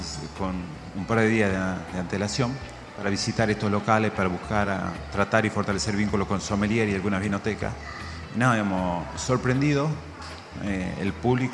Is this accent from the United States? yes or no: no; Amaicha del Valle, Tucumán, Argentina; En mi pueblo, en Amaicha del Valle, estamos hablando de una localidad de 5.000 personas, donde escasea mucho el agua, escasean mucho las oportunidades.